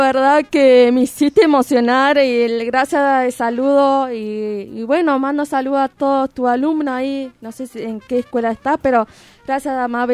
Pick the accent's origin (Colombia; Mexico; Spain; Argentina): Argentina; Viedma, Río Negro; born or raised there; also born or lived in Adolfo Alsina